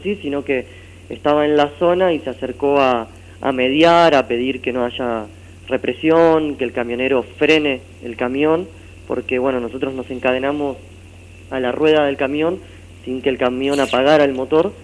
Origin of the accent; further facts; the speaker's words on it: Quilmes, Buenos Aires Province, Argentina; born there; now in Corrientes, Argentina; Yo soy nacido en Quilmes, provincia de Buenos Aires, y vivo hace 2 años en Corrientes.